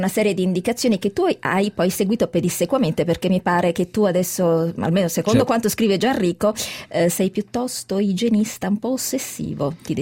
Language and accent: Italian; Bari, Apulia, Italy; forse perché sono nata e cresciuta a Bari, quindi sono un po' più piccola di voi